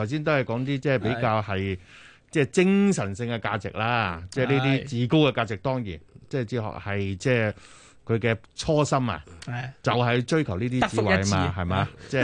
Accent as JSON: {"language": "Cantonese", "region": "Guangdong", "country": "China", "said": "即係係我哋廣東人添啊"}